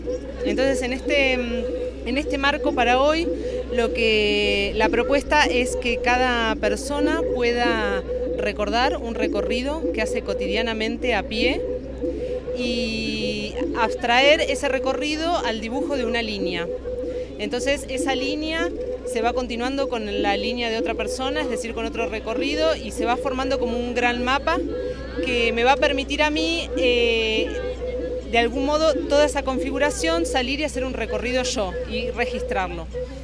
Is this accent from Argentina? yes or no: yes; Argentina; now in Medellín, Colombia; yo estoy en Medellín, soy de Argentina